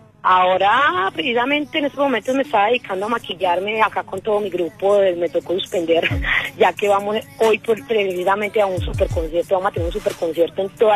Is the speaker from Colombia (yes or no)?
yes; Medellín, Antioquia, Colombia; No, yo vengo de las favelas de Medellín, como yo digo, de los barrios de Medellín.